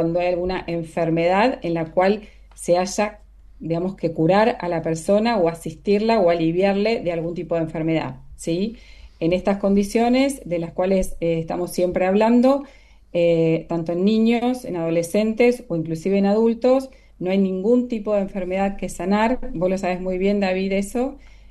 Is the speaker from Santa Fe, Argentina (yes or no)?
yes; Rosario, Santa Fe, Argentina; also born or lived in Italy; nací, me crié en Rosario, viví un tiempo afuera, como bien decías, recién en Italia, que es donde estudié